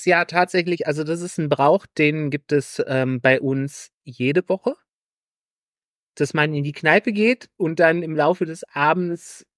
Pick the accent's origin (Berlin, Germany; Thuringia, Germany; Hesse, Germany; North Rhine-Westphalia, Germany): North Rhine-Westphalia, Germany; Nee, weil ich komme ja aus NRW. Wir hatten keine Pfingstferien.